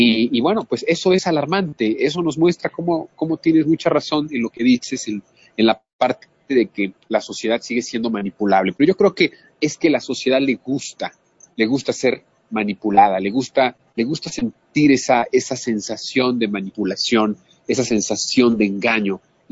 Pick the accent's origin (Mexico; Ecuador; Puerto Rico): Mexico; seguimos siendo los mexicanos, esos mexicanos que nos dejamos engañar, que nos dejamos manipular.